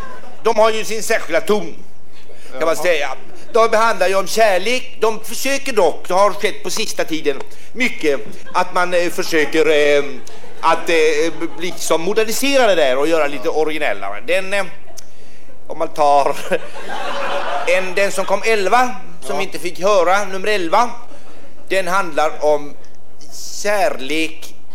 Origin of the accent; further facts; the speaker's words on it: Åkra, Sweden; born there; Jag är född i Åkra.